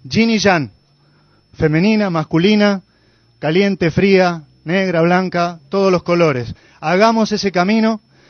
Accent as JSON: {"language": "Spanish", "town": "Villa Giardino", "region": "Córdoba", "country": "Argentina", "said": "de Villa Yardino"}